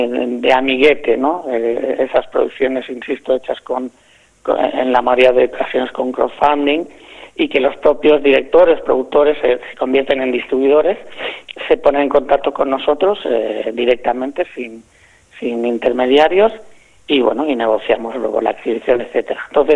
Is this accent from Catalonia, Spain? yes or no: yes; Sitges, Catalonia, Spain; Yo soy de Sitges, yo soy nacido en Sitges, criado en Sitges.